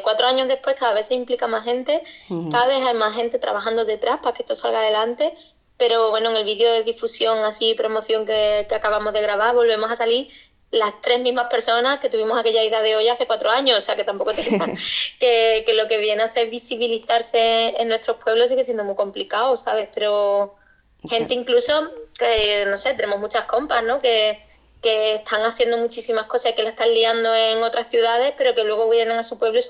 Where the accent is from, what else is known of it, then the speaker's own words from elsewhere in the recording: Arcos de la Frontera, Andalusia, Spain; somos tres loquillas de Arco de la Frontera, en la comarca de la Sierra de Cádiz, que pues son dos amigos gays y yo, que soy pues bollo de pata negra, ¿no?